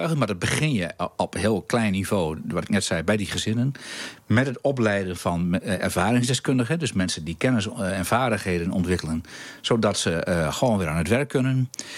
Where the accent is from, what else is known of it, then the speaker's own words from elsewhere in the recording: Emmer-Compascuum, Drenthe, Netherlands; Maar ik ben opgegroeid in Emmekopaskum, dat is in de oostkant van de gemeente Emmen.